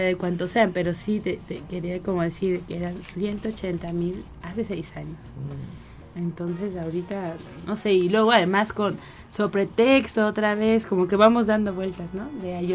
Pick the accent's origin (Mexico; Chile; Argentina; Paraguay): Mexico; como pueblo mexicano, como pueblo latinoamericano, también podemos aprender